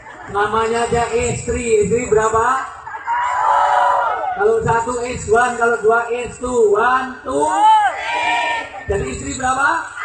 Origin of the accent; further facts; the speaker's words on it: Java, Indonesia; Saya orang Jawa.